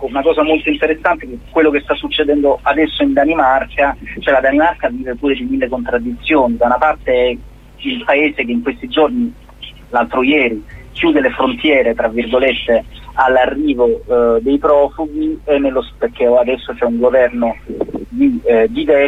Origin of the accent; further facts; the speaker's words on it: Apulia, Italy; essendo pugliese io